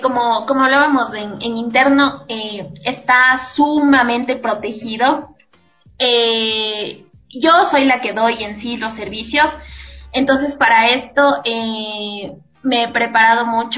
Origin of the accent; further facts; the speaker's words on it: Ecuador; como buena emprendedora ecuatoriana, debíamos tener un nombre que nos represente, que sea propio de nuestras raíces y cultura.